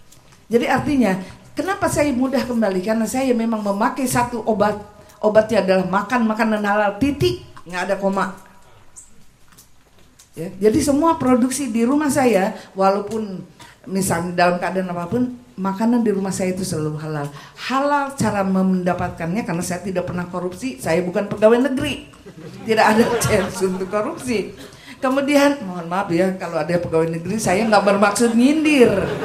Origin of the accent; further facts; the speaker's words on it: Australia; Indonesian is a second language; saya ini orang asing. Saya ini paspornya biru. Saya orang Australia, tapi wajah Indo.